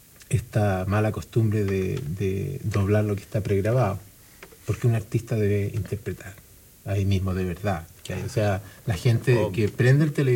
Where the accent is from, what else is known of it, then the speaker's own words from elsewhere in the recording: Chile; Pero nosotros, como gente, como chilenos